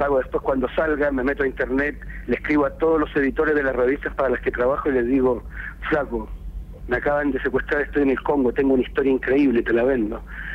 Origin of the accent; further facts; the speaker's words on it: Chile; moved away as an adult; yo me fui de Chile hace 10 años para hacer esto del periodismo portátil. Metí el computador en una mochila y una cámara digital y me fui a España en principio por 4 meses.